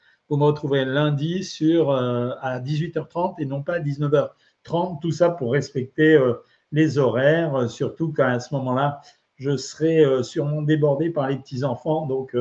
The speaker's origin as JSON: {"language": "French", "town": "Oran", "region": "Oran Province", "country": "Algeria", "tie": "born there", "said": "Bon, Alger, je connais moins bien qu'Oran, puisque je suis né à Oran, mais quand même, c'est le même pays."}